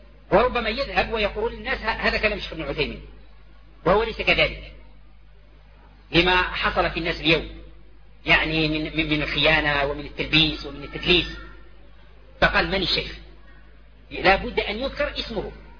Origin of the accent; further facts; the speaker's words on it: Algeria; ونحن دعاة من الجزائر